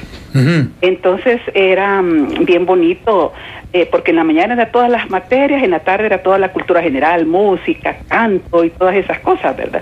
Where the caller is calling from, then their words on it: San Miguel, El Salvador; Soy tu amiga de San Miguel.